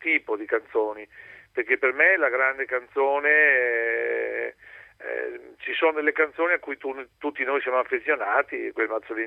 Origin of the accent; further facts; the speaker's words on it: Vicenza, Veneto, Italy; also born or lived in Asolo; io che sono nato ad Asolo, però sono asiaghese, insomma, sono asiaghese e sono cresciuto a Vicenza.